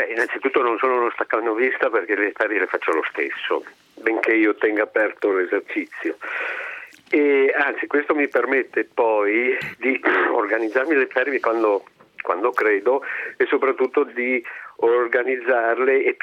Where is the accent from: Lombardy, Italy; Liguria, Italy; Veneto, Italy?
Veneto, Italy; Castion; mi rendevo conto che creava un disagio alla popolazione del mio paese. Il paese si chiama Castion e è a 3 chilometri circa dalla città di Belluno